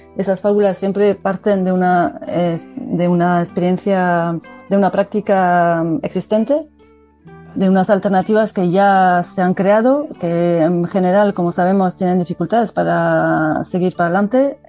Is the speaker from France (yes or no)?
yes; Nouvelle-Aquitaine, France; Spanish is a second language; now in Bilbao, Spain; vivo en Bilbao, soy del País Vasco francés, de ahí mi acento